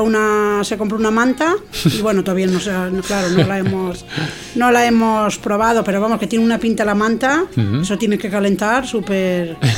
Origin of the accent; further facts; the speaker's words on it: Castile and León, Spain; mi pueblo de la provincia de León está a 25 kilómetros